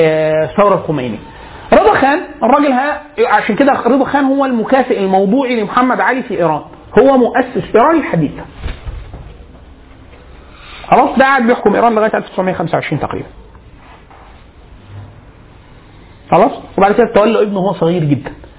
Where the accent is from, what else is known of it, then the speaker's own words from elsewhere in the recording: Egypt; عندنا في مصر